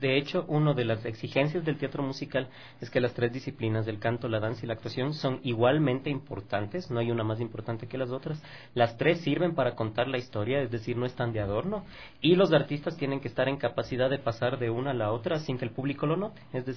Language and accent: Spanish; Ecuador; lo que somos como personas, como ecuatorianos, como artistas.